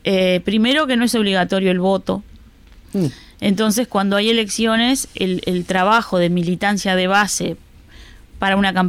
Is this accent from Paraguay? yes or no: no; Uruguay; now in Spain; yo como soy uruguaya